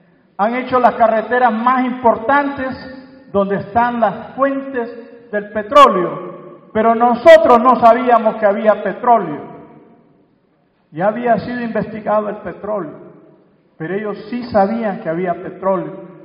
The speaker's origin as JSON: {"language": "Spanish", "region": "Francisco Morazán", "country": "Honduras", "said": "con el compañero Roger Escobar del Valle de Siria, venimos de Honduras, también de una zona de Mesoamérica."}